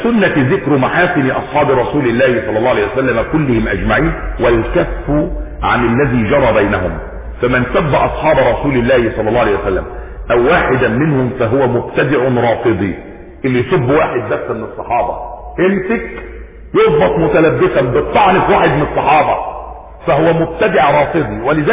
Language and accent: Arabic; Egypt; وجدنا برضو رجلا عندنا في مصر، اسامة القوص